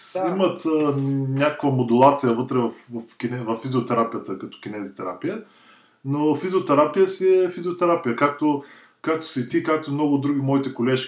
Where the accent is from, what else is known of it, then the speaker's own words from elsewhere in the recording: Razgrad, Razgrad Province, Bulgaria; И отскоро, може би година и половина, живея в България, в родния ми град Разград.